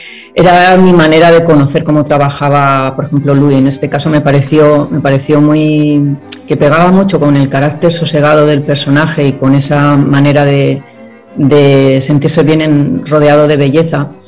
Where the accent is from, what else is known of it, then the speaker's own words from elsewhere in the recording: Vitoria, Basque Country, Spain; en mi tierra natal, en Vitoria, en Álava.